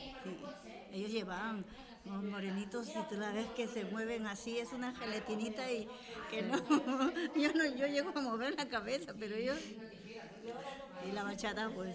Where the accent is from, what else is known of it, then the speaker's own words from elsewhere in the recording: Lima, Peru; Yo soy de Lima, de Perú. No en el mismo Lima, sino a no sé cuántos kilómetros de allí. Es un pueblo pequeño, pero que está creciendo rápidamente